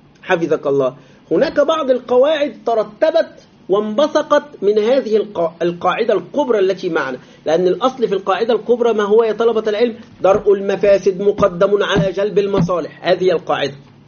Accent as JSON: {"language": "Arabic", "country": "Egypt", "said": "ويريدون تقليد الغرب في بلادنا مصر"}